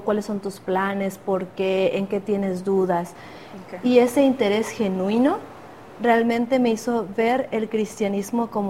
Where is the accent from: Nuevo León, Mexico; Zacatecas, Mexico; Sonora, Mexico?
Nuevo León, Mexico; Montemorelos; soy maestra de educación preescolar y soy originaria de Montemorelos, Nuevo León.